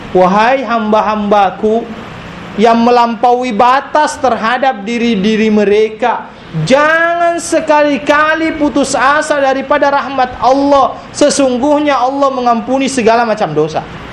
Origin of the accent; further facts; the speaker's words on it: South Sulawesi, Indonesia; Jadi di daerah saya itu ada satu pulau, namanya pulau Kodingare, di tempat di dekat-dekat dengan kampung saya lah.